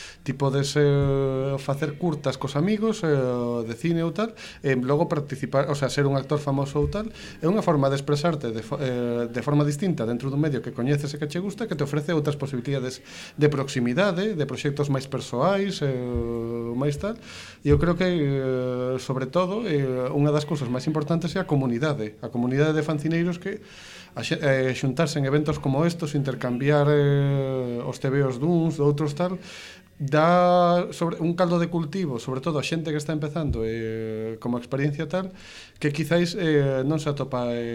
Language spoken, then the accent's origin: Galician; Ourense, Galicia, Spain; Eu son de Ourense, entón ali tiñamos as xornadas de banda deseñada en tempos